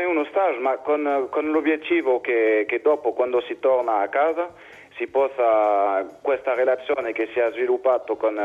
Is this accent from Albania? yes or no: no; Nice, Provence-Alpes-Côte d'Azur, France; Italian is a second language; Sì, esatto, io sono di Nizza.